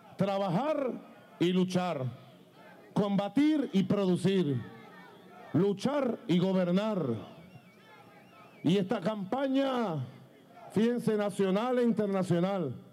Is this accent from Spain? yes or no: no; Venezuela; Somos esperanza de Bolívar, de Chávez, de los libertadores.